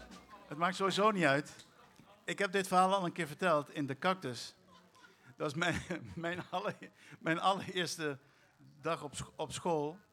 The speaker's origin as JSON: {"language": "Dutch", "country": "Curaçao", "tie": "born or raised there", "said": "En Cascora is de wijk op Curaçao waar ik ben opgegroeid."}